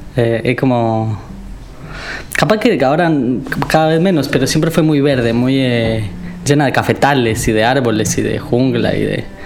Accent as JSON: {"language": "Spanish", "region": "San José", "country": "Costa Rica", "tie": "born there", "said": "Yo nací en Costa Rica, en San José, que sería la capital de Costa Rica, pero es una ciudad chica. O sea, por más capital que sea, es la capital de un país chico, además. Y está en un pequeño valle."}